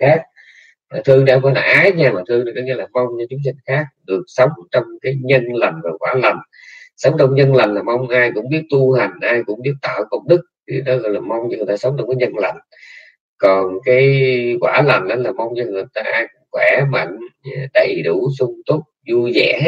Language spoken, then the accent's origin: Vietnamese; Nha Trang, Khanh Hoa, Vietnam; also born or lived in Cam Ranh; quê tôi đẻ ở Nha Trang, cái tôi bỏ Nha Trang tôi qua bên bên Cam Ranh tôi ở